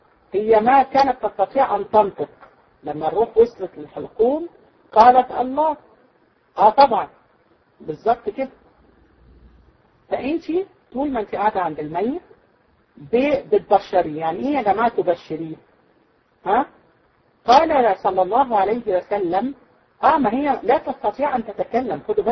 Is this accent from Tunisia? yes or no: no; Egypt; احنا عندنا في مصر يقول لك بتسولي عليه